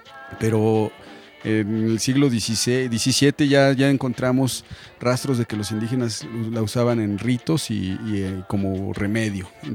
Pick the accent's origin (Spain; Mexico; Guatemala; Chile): Mexico; la cannabis ha estado aquí desde que somos mexicanos